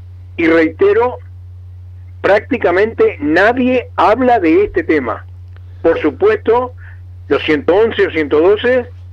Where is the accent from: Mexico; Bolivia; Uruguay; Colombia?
Uruguay; Somos todos los uruguayos y uruguayas.